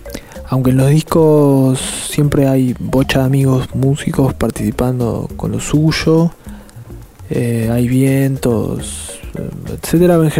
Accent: Buenos Aires, Argentina; Bueno, soy de Capital Federal, nacido en Boedo.

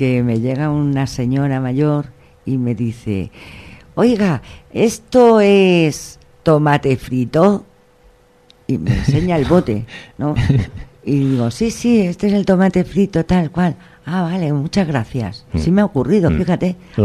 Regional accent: Madrid, Community of Madrid, Spain; Mi identidad está en Madrid, yo soy madrileña

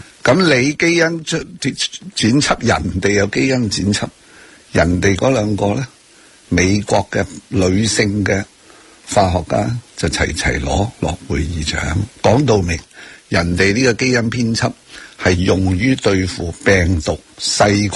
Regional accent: Hong Kong; 当然为什么会跟我们香港人有些关系呢

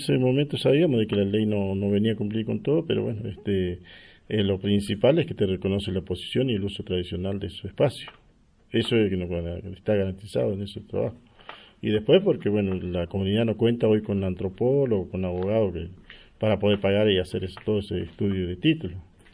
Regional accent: Neuquén, Argentina; Como mapuche y como argentino o como neuquino.

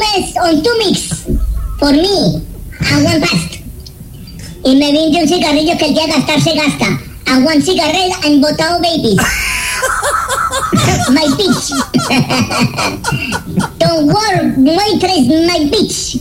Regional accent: Colombia; yo soy de Colombia.

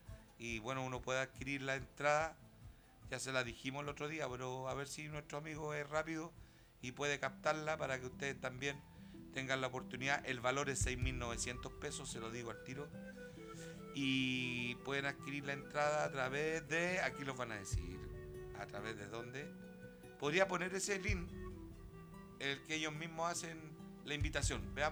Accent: Santiago Metropolitan, Chile; mi ex población, donde yo nací y me crié y jugué, que es la población Pedro Aguirre Cerda.

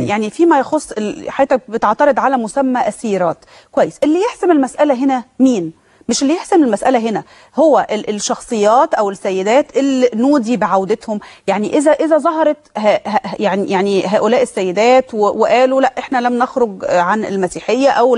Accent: Egypt; هي مرفوضة بالنسبة لنا كمصريين

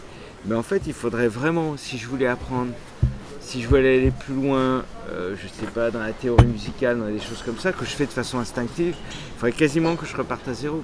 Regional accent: Bastia, Corsica, France; born there; Je suis né en Corse.

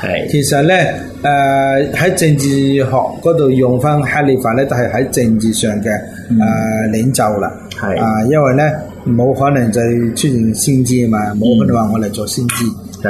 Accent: China; 类似我哋中国人讲嘅龙血

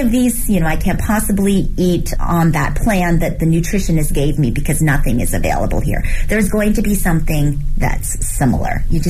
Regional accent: Canada; also born or lived in Hong Kong / New York; now in Beijing, China; I was born in Hong Kong. I grew up in Canada. I lived in New York for 16 years before moving to Beijing 9 years ago.

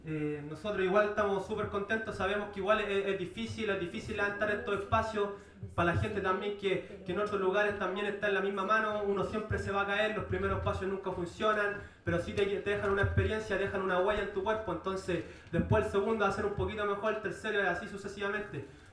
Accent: Santiago, Santiago Metropolitan Region, Chile; vengo desde la periferia de Santiago, del lado poniente de Pudahuel.

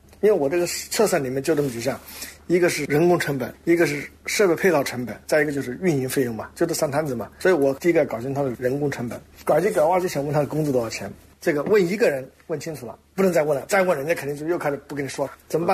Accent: China

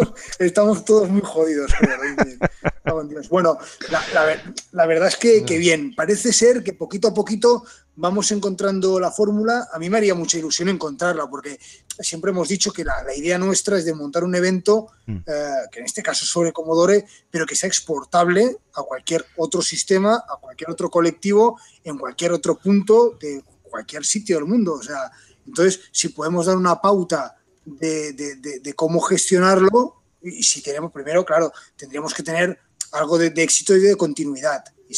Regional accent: Catalonia, Spain; o sea, que somos catalanes, ¿sabes?

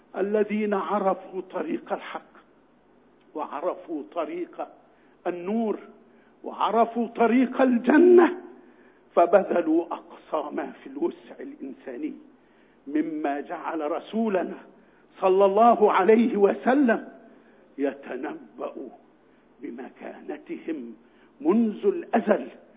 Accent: Egypt; بل إن أمامنا وعدا عظيما وكريما لنا نحن يا أبناء مصر

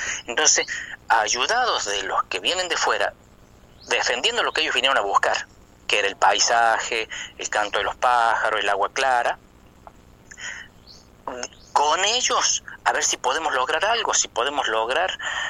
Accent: Córdoba, Argentina; accent: chuncano; los lugareños, ya no queremos hablar chuncano, ya parece que nos da vergüenza hablar, tener nuestra tonada, defender nuestra tonada.

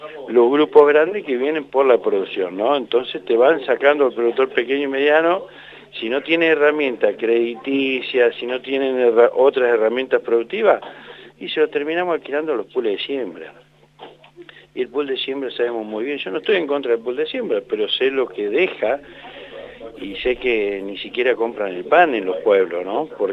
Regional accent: La Pampa, Argentina; yo también estoy acá en Santa Rosa, porque estoy a nivel nacional, soy de La Pampa, soy de hasta Italia

